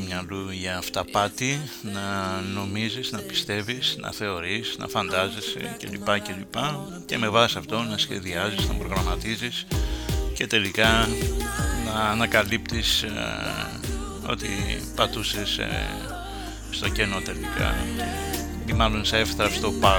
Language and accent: Greek; Xanthi, Eastern Macedonia and Thrace, Greece; κοίταζα από την πατρίδα μου, την ιδιαίτερη, την Ξάντη